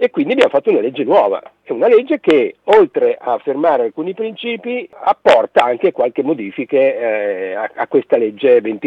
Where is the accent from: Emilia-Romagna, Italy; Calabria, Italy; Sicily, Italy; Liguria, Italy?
Emilia-Romagna, Italy; Bologna; visto che sono di Bologna